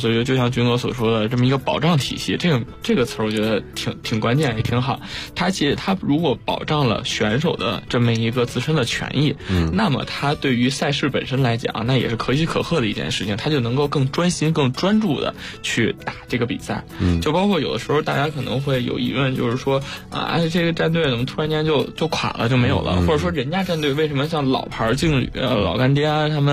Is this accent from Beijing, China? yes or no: yes; Beijing, China; 因为我也是北京人，军哥也是北京人